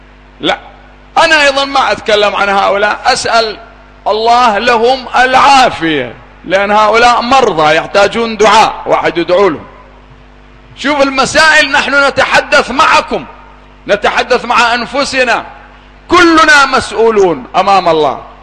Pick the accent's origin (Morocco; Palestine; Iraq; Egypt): Iraq; أنا أدعو التجار الآن عندنا في العراق